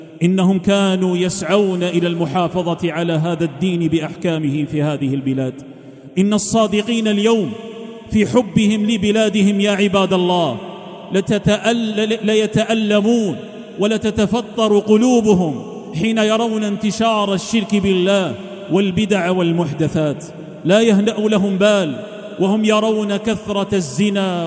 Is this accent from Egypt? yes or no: no; Algeria; النعمة التي من الله بها علينا في بلادنا الجزائر هي من الله عز وجل